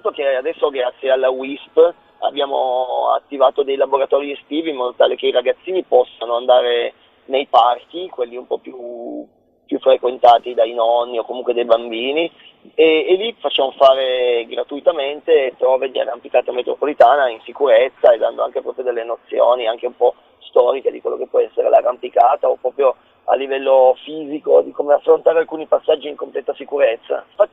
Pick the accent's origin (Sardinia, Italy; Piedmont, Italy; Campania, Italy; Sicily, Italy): Piedmont, Italy; Turin; sicuramente da torinese